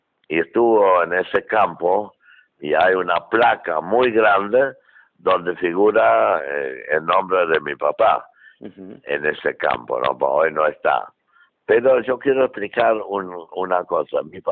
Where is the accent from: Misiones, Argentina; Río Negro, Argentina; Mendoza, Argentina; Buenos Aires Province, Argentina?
Buenos Aires Province, Argentina; Rivera; yo me siento argentino, estoy agradecido toda la vida a la Argentina, a mi pueblo, Rivera, donde hice mi vida y todo